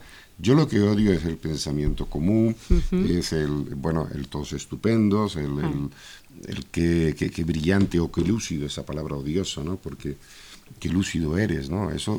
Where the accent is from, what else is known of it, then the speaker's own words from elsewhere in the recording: Canary Islands, Spain; soy un canario enamorado de España